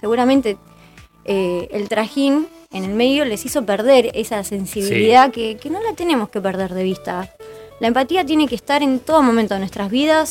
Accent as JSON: {"language": "Spanish", "town": "General Daniel Cerri", "region": "Buenos Aires Province", "country": "Argentina", "tie": "born or raised there", "said": "Yo soy de Cerri, de toda la vida, desde los 3 años hasta el día de hoy. No me quiero ir."}